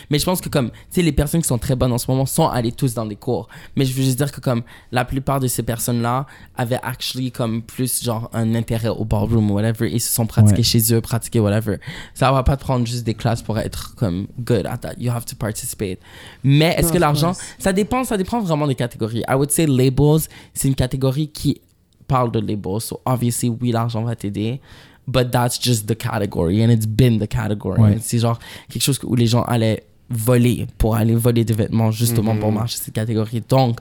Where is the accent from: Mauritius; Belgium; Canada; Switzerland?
Canada; Montreal, Quebec; moi, j'ai grandi à Montréal.